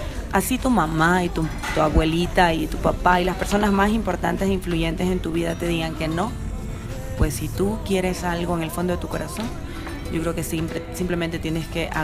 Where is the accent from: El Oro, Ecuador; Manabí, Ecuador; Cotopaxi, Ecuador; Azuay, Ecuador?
Manabí, Ecuador; Pile; born there; a mi Manabí, mi provincia. Como saben, pues allá es la cuna de los sombreros de paja toquilla, Pile exactamente es el sitio. Y la idea era hacer un homenaje a la tierra que me vio nacer, de donde vengo.